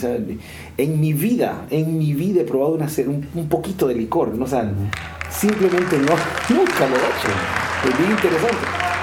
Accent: San Pedro Sula, Cortés, Honduras; born there; Nací en San Pedro Sula. Vengo de una familia con un trasfondo bastante religioso, voy a decir.

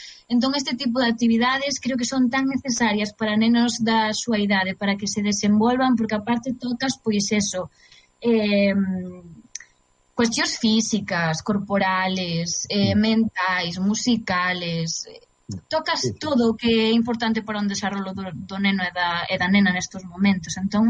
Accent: Galicia, Spain; para min é un placer sempre traballar no meu idioma, na miña terra, con xente de aquí.

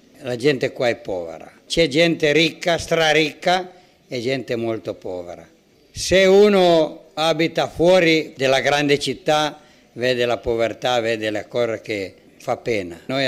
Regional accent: Pinerolo, Piedmont, Italy; moved away as an adult; now in Togo; Ho 70 anni e da 7 anni che sono in Togo. Prima facevo l'idraulico in Piemonte, sono di Pinerolo.

